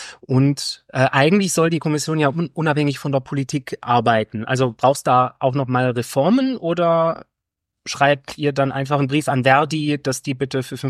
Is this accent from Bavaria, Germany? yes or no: no; Baden-Württemberg, Germany; Ich meine, ich komme jetzt aus dem Landkreis Böblingen, ne? Hallo nach Stuttgart, an die große Stadt nebenan.